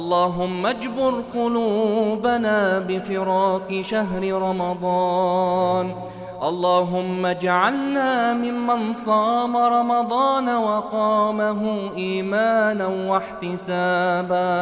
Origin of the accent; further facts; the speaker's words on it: Egypt; عن بلدنا مصر خاصة وعن سائر بلاد